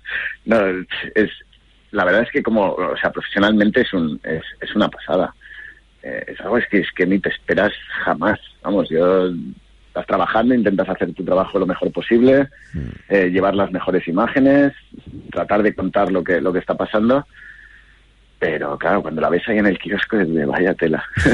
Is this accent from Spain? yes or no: yes; Valencia, Valencian Community, Spain; now in Hong Kong; Yo de Valencia.